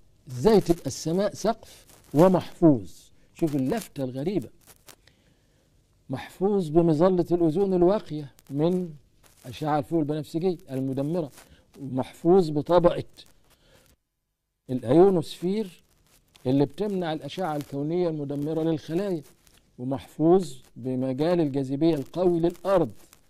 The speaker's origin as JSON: {"language": "Arabic", "country": "Egypt", "said": "طبعا عندنا في مصر ما حدش داري بالحاجات دي خالص"}